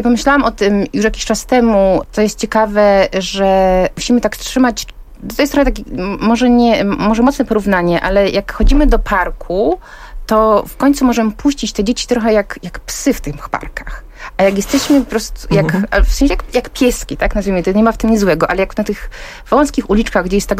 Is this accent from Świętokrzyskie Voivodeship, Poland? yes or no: yes; Połaniec, Świętokrzyskie Voivodeship, Poland; No ja jestem z Połańca, z małej miejscowości Świętokrzyskiej, więc jakby wychowywałam się pod blokiem